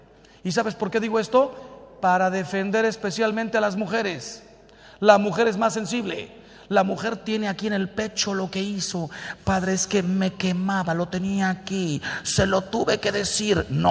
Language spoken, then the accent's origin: Spanish; Mexico; En México, de donde yo soy